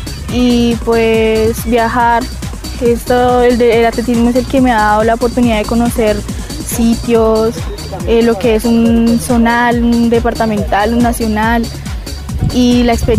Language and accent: Spanish; Chocontá, Cundinamarca, Colombia; soy del municipio de Chocontá y practico el deporte de atletismo